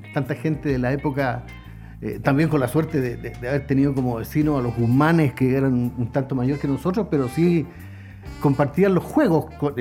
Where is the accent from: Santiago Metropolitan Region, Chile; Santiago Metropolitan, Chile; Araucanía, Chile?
Araucanía, Chile; Angol; No, angolino de tomo y lomo. Mi casa natal, frente al Gran Carloncho, sí. Búnter con Colima. Perfecto. En la población Tehualda, ahí tuve la suerte de haber nacido y de haberme criado en esas calles